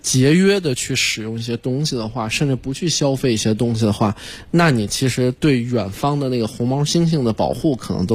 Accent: China; 那是我们中国人我们中国老百姓也好啊

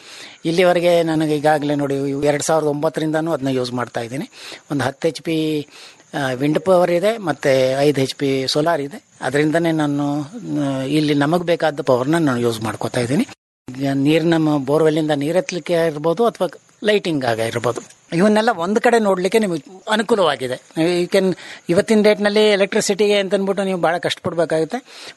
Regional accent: Kotekere, Karnataka, India; ನಮ್ಮ ಊರು ಕೋಟೆಕೆರೆ ಅಂತನ್ಬಿಟ್ಟು ಗ್ರಾಮ, ಬೇಗೂರು ಹತ್ರ ಇದೆ, ಗುಂಡ್ಲುಪೇಟೆ ತಾಲೂಕಿನಲ್ಲಿ.

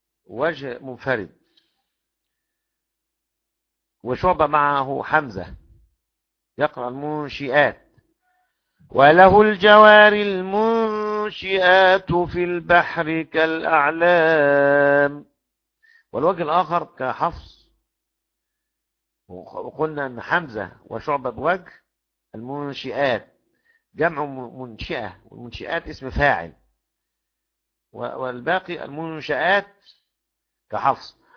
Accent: Egypt; كذا دور في النيل عندنا في مصر

